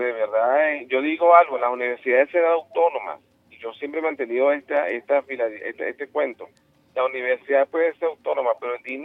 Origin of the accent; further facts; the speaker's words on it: Venezuela; Pero yo pregunto algo y yo quisiera saberlo, ¿no? O sea, como venezolano.